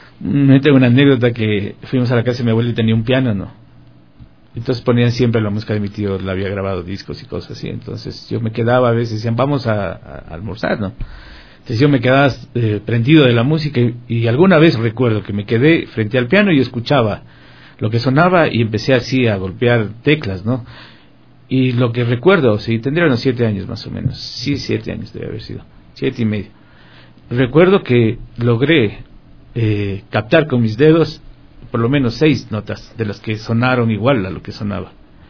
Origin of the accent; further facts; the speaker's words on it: Guayaquil, Guayas, Ecuador; born there; Yo soy un guayaco lojano. Yo nací en Guayaquil y mi familia toda es de Loja. Nací y crecí en un contexto musical.